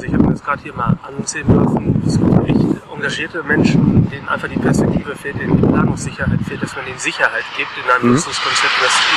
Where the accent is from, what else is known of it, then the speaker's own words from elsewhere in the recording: Hamm, North Rhine-Westphalia, Germany; Und bin aus Hamm, lokal auch aktiv dort natürlich